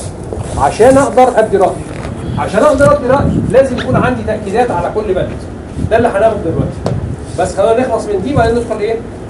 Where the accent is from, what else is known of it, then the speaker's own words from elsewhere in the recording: Egypt; لا هي ايوه في عندنا في مصر الاخوه الزملاء في الجهاز